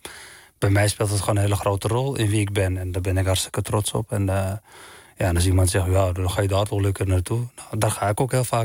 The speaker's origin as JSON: {"language": "Dutch", "town": "Tangier", "region": "Tanger-Tetouan-Al Hoceima", "country": "Morocco", "said": "de stad waar ik vandaan kom, Tanger, ligt maar 14 kilometer van Tarifa, Zuid-Spanje."}